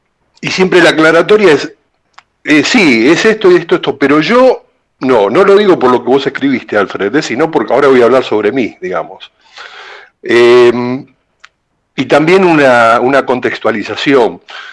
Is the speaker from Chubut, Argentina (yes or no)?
no; Lanús, Buenos Aires Province, Argentina; me crié en Lanús Este, ahí yo llegué en los años 60, más o menos, 1960